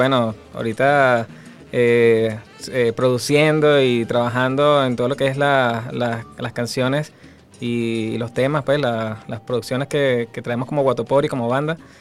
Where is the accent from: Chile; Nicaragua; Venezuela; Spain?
Venezuela; Valencia, Carabobo; a pesar de que somos de Valencia